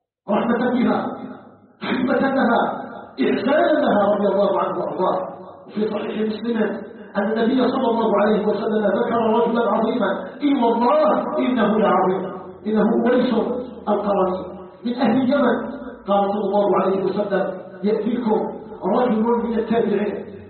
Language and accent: Arabic; Algeria; ونسأله سبحانه أن يجعل بلدنا الجزائر بلدا آمنا مطمئنا